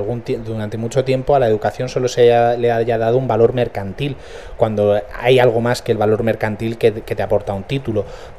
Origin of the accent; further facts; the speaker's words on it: Community of Madrid, Spain; En mi pueblo de Madrid tengo dos universidades privadas.